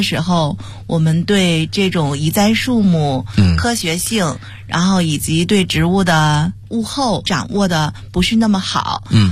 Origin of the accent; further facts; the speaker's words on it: Beijing, China; 我是北京的孩子。